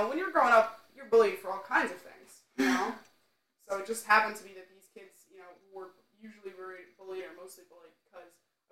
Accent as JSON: {"language": "English", "region": "New York", "country": "United States", "tie": "born or raised there", "said": "And I've been growing up in New York, in the suburb of New York City."}